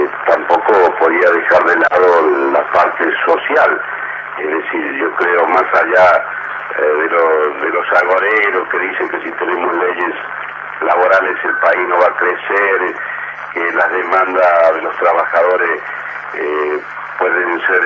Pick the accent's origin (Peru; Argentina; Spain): Argentina; No soy el argentino ni pesimista ni optimista.